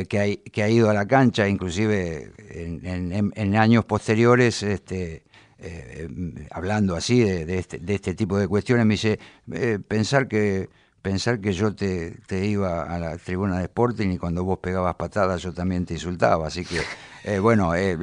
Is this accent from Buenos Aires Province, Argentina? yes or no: yes; Bahía Blanca, Buenos Aires Province, Argentina; Y mucho bahiense de clase media, careta, pónganle el adjetivo que quieran, nos queremos parecer demasiado a los porteños